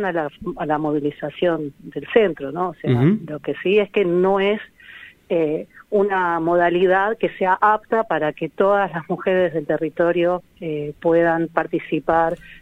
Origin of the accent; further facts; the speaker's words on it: Buenos Aires, Argentina; born there; soy una persona universitaria, que si bien nací en el Bajo Flores